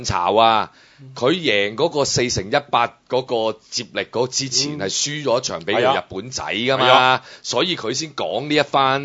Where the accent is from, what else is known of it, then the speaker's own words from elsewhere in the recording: China; 我真係要再次澄清，我係一個中國人嚟嘅